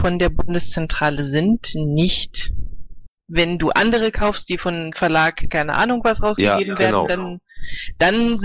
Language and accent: German; Leipzig, Saxony, Germany; ich bin aus Leipzig und ich bin hier ab in 16 Tagen Stadträtin.